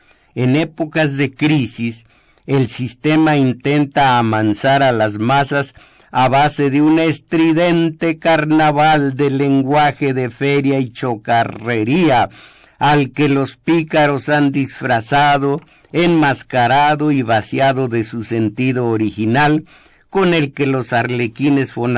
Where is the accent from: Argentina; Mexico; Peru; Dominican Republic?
Mexico; Fíjense cómo somos mexicanos, tenemos que agregar films